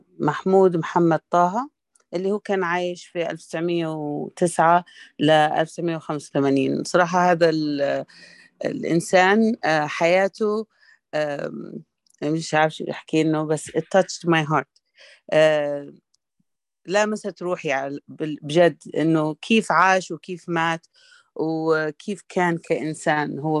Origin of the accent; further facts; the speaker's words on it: Sudan; واشتغل في السكة الحديد اللي كانت تبنيها بريطانيا عندنا في السودان